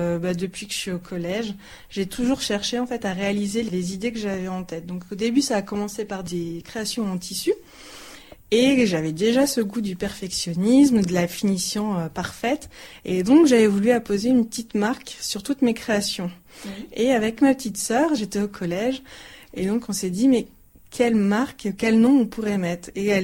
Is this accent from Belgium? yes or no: no; the north of France, France; moved away as an adult; also born or lived in Paris / Italy; now in Vosges, France; Je ne suis pas des Vosges. À l'origine, je viens du nord de la France. Mm-hmm. Ensuite, je suis passée par Paris. Je suis aussi un peu passée par l'Italie pour mes études.